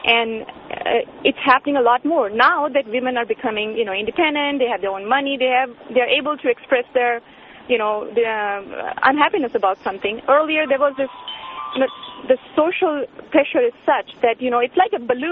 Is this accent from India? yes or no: yes; India; I'm from India and I grew up in India and born and brought up with cultural Indian values.